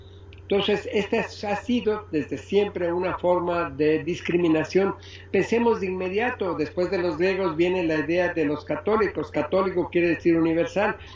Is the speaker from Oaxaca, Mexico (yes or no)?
yes; Oaxaca, Mexico; que todos somos humanos, que todos somos oaxaqueños, que todos somos mexicanos